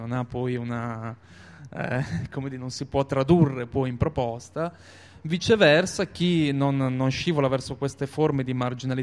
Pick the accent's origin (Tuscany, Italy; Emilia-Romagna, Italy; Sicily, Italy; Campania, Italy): Emilia-Romagna, Italy; now in Bologna, Italy; io per esempio vengo dalla provincia di Reggio Emilia, abito a Bologna da 15 anni e io per esempio non mi considero bolognese